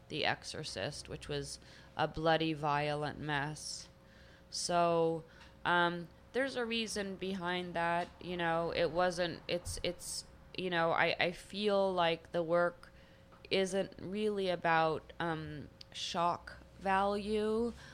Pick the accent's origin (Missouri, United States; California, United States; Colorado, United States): California, United States; Los Angeles; And how I grew up in Los Angeles, California, my life wasn't that beautiful.